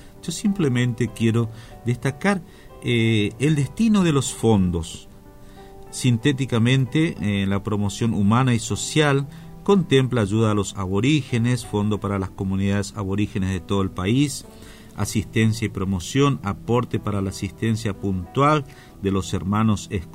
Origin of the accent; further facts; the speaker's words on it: Formosa, Argentina; Nosotros también somos integrantes del Via Crucis Formoseños y nos sentimos muy emocionados porque estas palabras reflejan el sentimiento de mucho, por no ser atrevido y decir de todos los formoseños, de muchos formoseños que lo hemos conocido